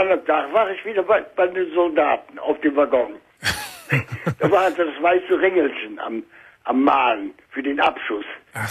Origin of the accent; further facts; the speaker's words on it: Bensberg, North Rhine-Westphalia, Germany; Ich bin ja aus Bensberg, ne?